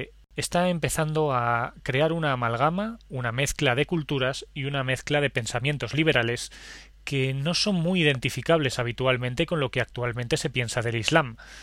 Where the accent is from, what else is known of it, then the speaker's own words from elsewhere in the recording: Zaragoza, Aragon, Spain; La verdad es que soy de Zaragoza y me tira bastante el territorio, como a todo el mundo.